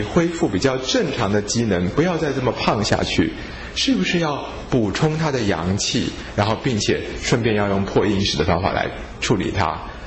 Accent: China; 我们中国人可能会说，一个人之所以啊，到了中年男人啊，会肚子有一个啤酒肚

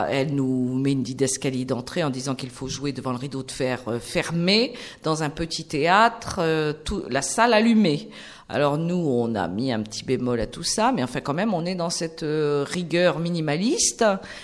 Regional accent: Nantes, Pays de la Loire, France; moi, je suis nantaise

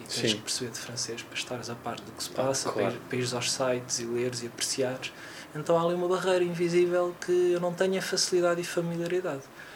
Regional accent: Odivelas, Lisbon, Portugal; Então eu cresci no subúrbio, cresci em Odivelas, e a minha banda desenhada era a banda desenhada dos quiosques.

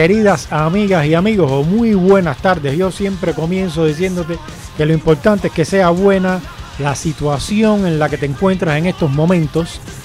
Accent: Cuba; now in Madrid, Spain; Yo soy cubano, también soy español, porque aquí en España soy español a éxitos legales, y en Cuba, como en Cuba, tengo que ser cubano

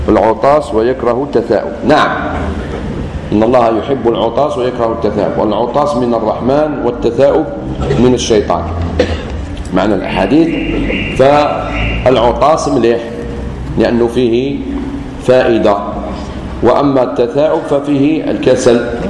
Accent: Algeria; عاشوراء عندنا في الجزائر في هذه السنة يوم السبت

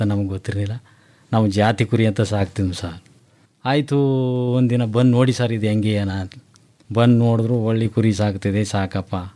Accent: Danayakanapura, Karnataka, India; Sir, ನಮ್ಮದು ಡಣಾಯಕನಪುರ sir.

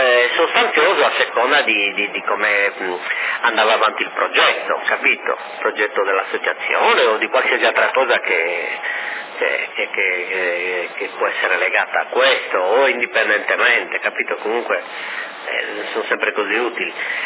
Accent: Sardinia, Italy; Assolutamente sono sardo, assolutamente.

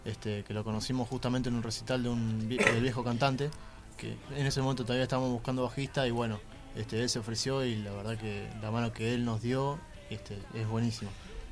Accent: El Palomar, Buenos Aires Province, Argentina; Nosotros dos somos del Palomar, de la zona oeste.

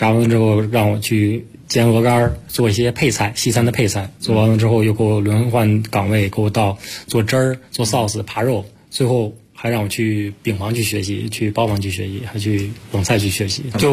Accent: northern China, China; 因为我是北方人

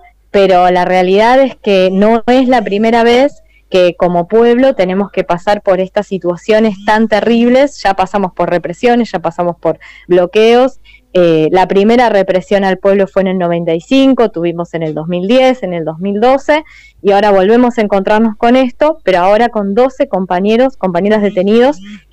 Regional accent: Andalgalá, Catamarca, Argentina; soy de Andalgalá, soy de la Asamblea, estoy en este momento fuera de Andalgalá

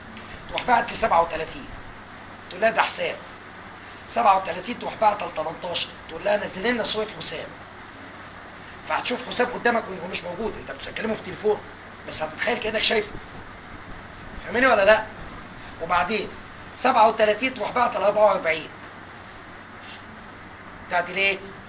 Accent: Egypt; عندنا في مصر ايه اللي بيحصل؟

